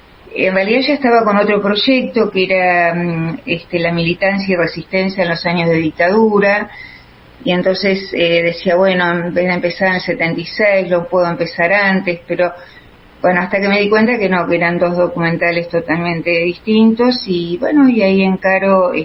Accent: Ingeniero White, Buenos Aires Province, Argentina; Mi pueblo de origen es el Ingeniero Guay, el puerto de Bahía Blanca.

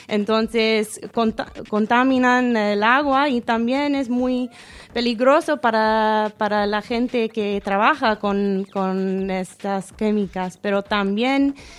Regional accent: United States; Spanish is a second language; como yo conozco de mi pueblo en los Estados Unidos, hay movimientos de upcycle para reconstruir

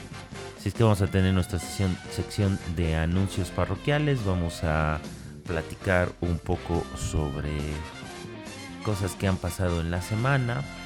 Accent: Mexico; somos los mexicanos los únicos que nos reímos

